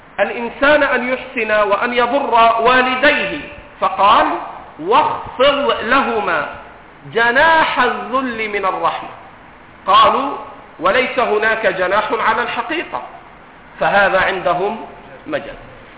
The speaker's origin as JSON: {"language": "Arabic", "country": "Egypt", "accent": "Egyptian", "said": "نضرب على كلام العرب ونضرب على لهجتنا المصرية"}